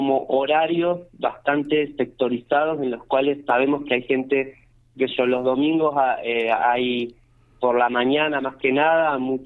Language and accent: Spanish; Bariloche, Río Negro, Argentina; yo vengo de Bariloche, no es tan lejos, pero bueno, también soy de afuera